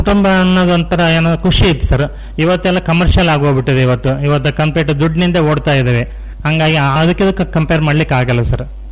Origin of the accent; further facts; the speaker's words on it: Honnamaradi, Karnataka, India; ನಾನು 92ಕ್ಕೆ ನಮ್ಮ ಹೊನ್ನಮರಡಿ ಗ್ರಾಮಕ್ಕೆ ಬಂದೆ. ಅದಕ್ಕಿಂತ ಮುಂಚೆ ನೌಕರಿ ಮಾಡ್ತಾ ಇದ್ದೆ.